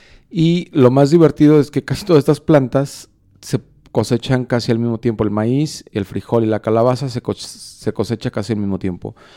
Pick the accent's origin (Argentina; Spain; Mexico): Mexico; Juanacaxtle; now in Guadalajara, Mexico; cuando era niño en el rancho en Juanacaxtle, que aprovechábamos o se aprovechaba todo el espacio para sembrar diferentes cosas en el mismo cultivo, en el mismo terreno.